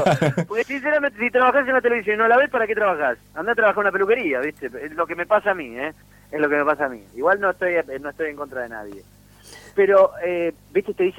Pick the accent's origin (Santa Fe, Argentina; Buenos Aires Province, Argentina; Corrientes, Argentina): Buenos Aires Province, Argentina; Villa Ballester; yo soy de barrio, soy de Villa Ballester